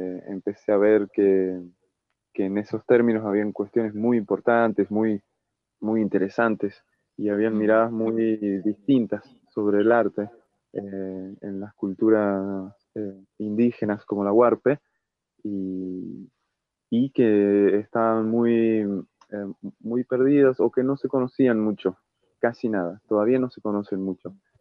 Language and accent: Spanish; Encón, San Juan, Argentina; Yo nací en Encón, un pueblito de acá, ahí pasando las trancas ahí el límite de San Luis, San Juan. No sé, unos 50 kilómetros para adentro. Un pueblito así debe tener 200 o 300 personas. Y es parte de las comunidades huarpes